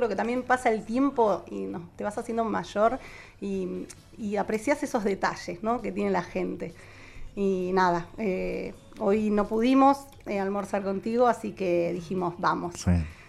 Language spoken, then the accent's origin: Spanish; Argentina; moved away as an adult; Yo me fui enfadada de Argentina porque lo que no me dio acá me lo tuve que ir a buscar a otro país.